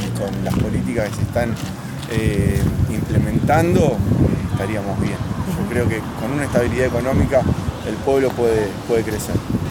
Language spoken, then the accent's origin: Spanish; Ensenada, Buenos Aires Province, Argentina; soy de Ensenada